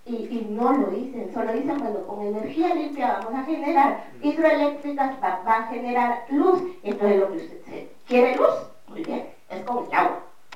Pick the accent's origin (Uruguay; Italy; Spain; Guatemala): Guatemala; yo vengo de Guatemala, que es el territorio que estamos defendiendo